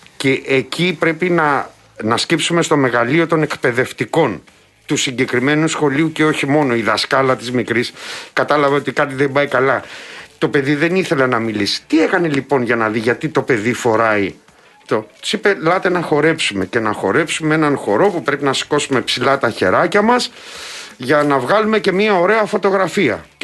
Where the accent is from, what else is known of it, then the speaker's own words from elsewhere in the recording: Patras, Western Greece, Greece; εκεί στην πατρίδα μου, στην Πάτρα.